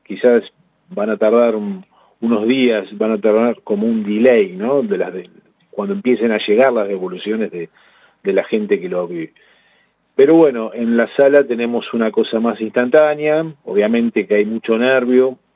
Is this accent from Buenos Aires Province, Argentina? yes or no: yes; La Plata, Buenos Aires Province, Argentina; yo primero aclarar que soy platense, vivo en la ciudad de La Plata